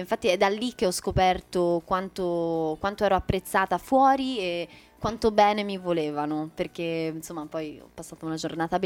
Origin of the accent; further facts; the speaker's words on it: Florence, Tuscany, Italy; la mia città, Firenze, perché io sono fiorentina, oltre che per metà americana, ho questa cittadinanza così regalata